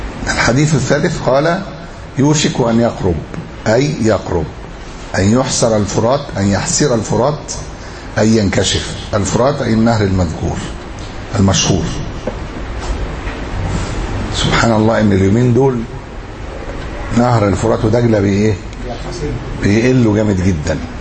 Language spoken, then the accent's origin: Arabic; Egypt; احنا عندنا في أسوان وما حولها